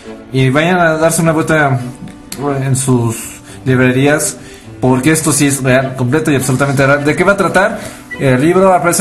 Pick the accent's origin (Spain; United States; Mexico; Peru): United States; como yo crecí en Estados Unidos